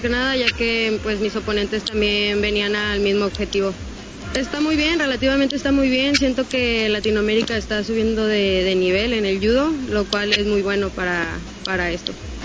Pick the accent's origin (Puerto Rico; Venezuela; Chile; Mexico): Mexico; tengo 18 años y soy de México.